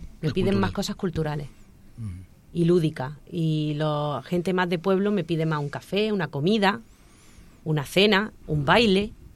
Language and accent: Spanish; Motril, Andalusia, Spain; yo soy de Motril, de un pueblo de Granada, y nosotros vivíamos en una zona de Motril que era muy antigua, entonces estábamos rodeados de gente muy mayor.